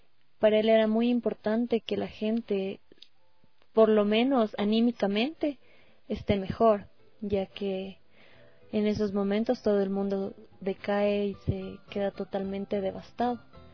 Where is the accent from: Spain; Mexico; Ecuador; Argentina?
Ecuador; Y es algo que como personas, como ecuatorianos, dio muchísima fuerza